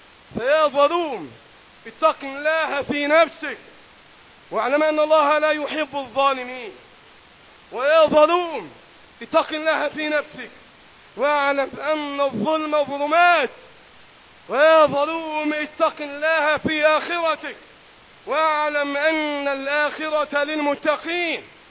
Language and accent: Arabic; Egypt; اللهم احفظ بلدنا مصر وسائر بلاد